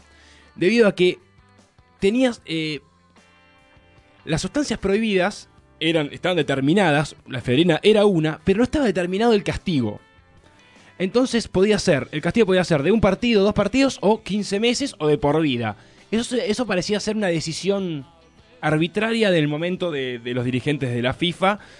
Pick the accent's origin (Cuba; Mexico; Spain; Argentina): Argentina; para nosotros como argentinos